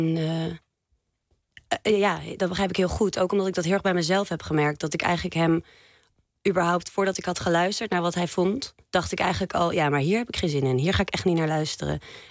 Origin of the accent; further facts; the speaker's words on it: Zeist, Utrecht, Netherlands; Ja, en we zijn beide opgegroeid in Zeist.